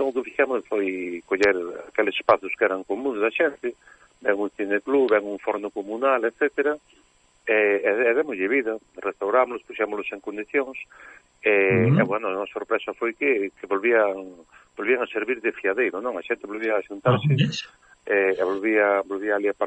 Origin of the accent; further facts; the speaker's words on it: Galicia, Spain; Eu son enamorado da nosa terra, do noso país, non? Pero, bueno, da miña terra, que é onde vivín sempre